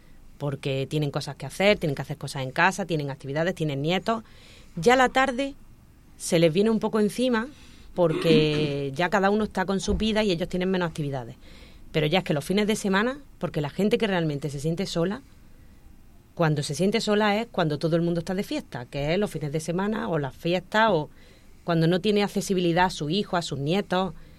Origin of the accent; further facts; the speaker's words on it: Motril, Andalusia, Spain; yo soy de Motril, de un pueblo de Granada, y nosotros vivíamos en una zona de Motril que era muy antigua, entonces estábamos rodeados de gente muy mayor.